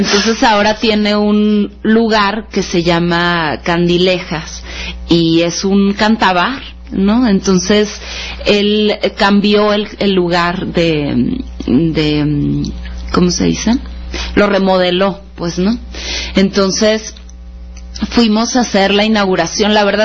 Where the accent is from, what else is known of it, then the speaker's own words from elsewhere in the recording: Culiacán, Sinaloa, Mexico; hermano de mi mamá, con el que crecí en Culiacán, Sinaloa